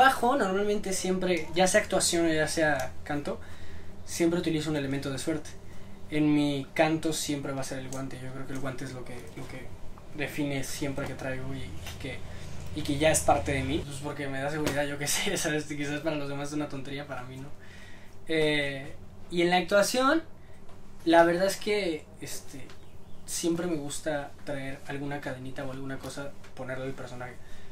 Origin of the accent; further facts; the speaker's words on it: Mexico; como artista mexicano, yo estoy bien orgulloso de mis tierras, de mi gente y de donde vivo.